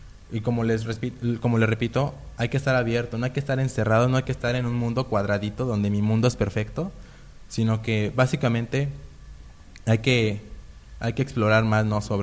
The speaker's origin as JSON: {"language": "Spanish", "town": "Zacatepec", "region": "Morelos", "country": "Mexico", "said": "En este caso yo vengo del municipio de Zacatepec."}